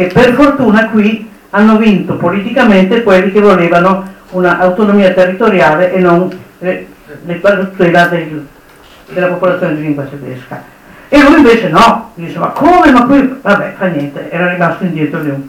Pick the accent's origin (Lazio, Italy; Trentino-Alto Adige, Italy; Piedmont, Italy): Piedmont, Italy; io dico italiano quando sono all'estero, perché devo dire, sì, sono piemontese, la mia origine regionale è quella, piemontese.